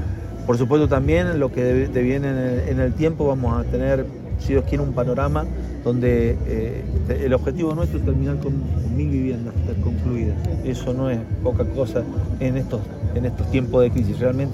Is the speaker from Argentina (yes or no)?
yes; San Juan, Argentina; Acá somos todos sanjuaninos.